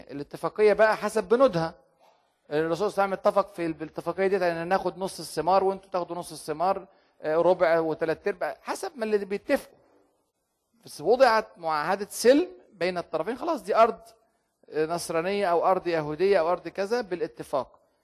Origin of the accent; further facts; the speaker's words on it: Egypt; عشان كده عندنا الأديرة في مصر القديمة